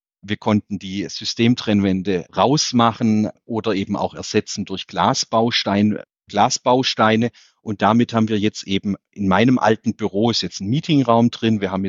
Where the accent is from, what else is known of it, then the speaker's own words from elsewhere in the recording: Calw, Baden-Württemberg, Germany; bin dann eben in meiner Heimatstadt in Calw im Schwarzwald angetreten als Oberbürgermeister